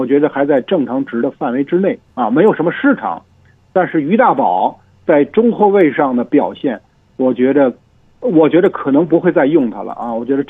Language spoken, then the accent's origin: Chinese; Beijing, China; 我也是北京人，我也是支持北京国安队的。